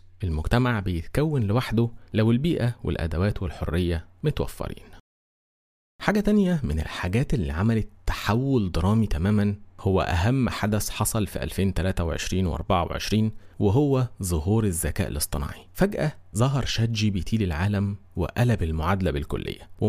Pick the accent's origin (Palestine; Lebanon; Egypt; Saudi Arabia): Egypt; سرعات الابلود عندنا في مصر